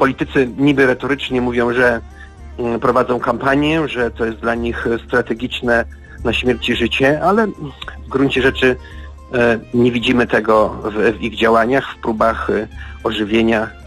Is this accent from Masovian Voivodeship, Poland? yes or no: yes; Warsaw, Masovian Voivodeship, Poland; przechadzałem się jako warszawiak po Warszawie